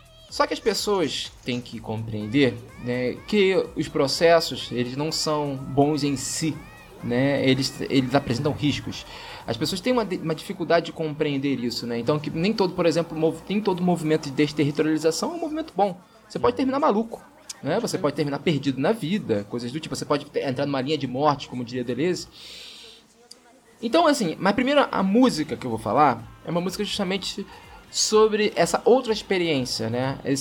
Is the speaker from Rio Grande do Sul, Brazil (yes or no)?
no; Rio de Janeiro, Brazil; eu como carioca, as pessoas sempre estranham o fato de eu gostar dessa banda.